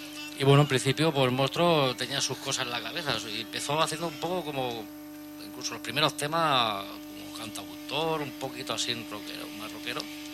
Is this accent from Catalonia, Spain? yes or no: yes; Barcelona, Catalonia, Spain; Nosotros somos de aquí, de Barcelona, Cataluña, pero vamos, tenemos nuestros padres que son